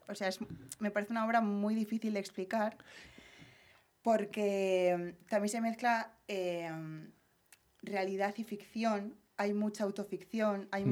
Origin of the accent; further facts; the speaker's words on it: Ermua, Basque Country, Spain; No, bueno, estoy hablando de las de Ermua ahora.